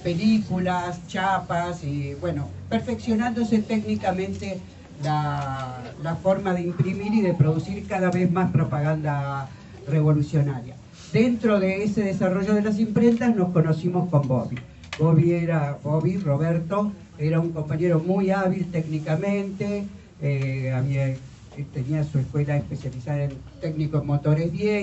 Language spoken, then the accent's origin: Spanish; Buenos Aires, Argentina; soy de Buenos Aires.